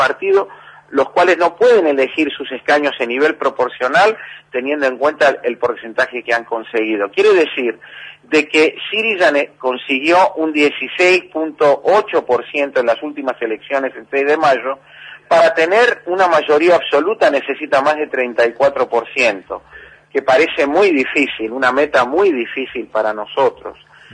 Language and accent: Spanish; Argentina; now in Greece; aquí el pueblo griego me, a veces me llama como un argentino, y en Grecia y en Argentina un griego. Tener dos patrias es un orgullo.